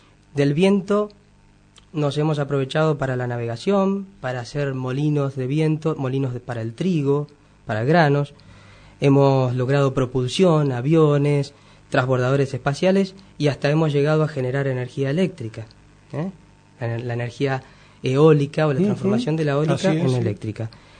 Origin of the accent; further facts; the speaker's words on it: Mendoza, Argentina; born there; Yo nací en Mendoza